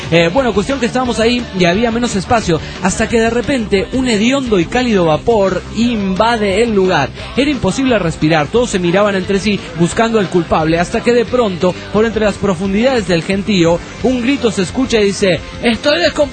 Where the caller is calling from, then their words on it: Oregon, United States; de Oregon, USA.